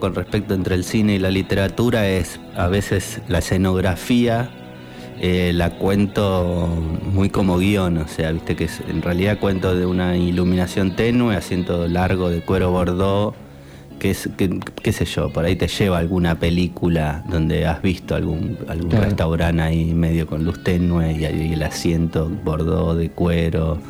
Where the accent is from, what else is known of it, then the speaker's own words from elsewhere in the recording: Buenos Aires, Argentina; now in Colón, Argentina; Yo soy de Buenos Aires, hace 4 años que vivo en Colón.